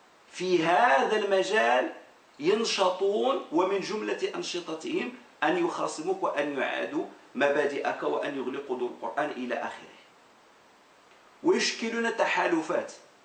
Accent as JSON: {"language": "Arabic", "country": "Morocco", "said": "أؤمن بها وأنا أقتنع بها كمغربي"}